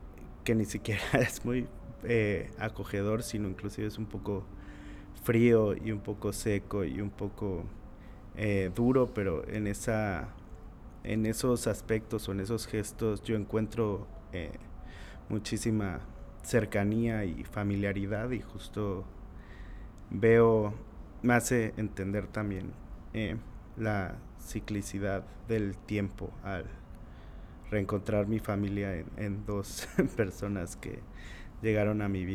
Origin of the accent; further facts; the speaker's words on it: Oaxaca, Mexico; born there; estas dos personas vienen del mismo lugar de donde yo nací y de donde nació mi, pues toda mi familia, que es el Istmo en Oaxaca